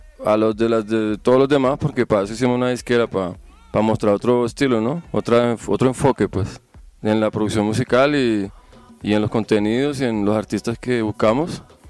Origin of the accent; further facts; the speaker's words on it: Bogotá, Colombia; born there; pues mira, yo nací en Bogotá, ¿cierto?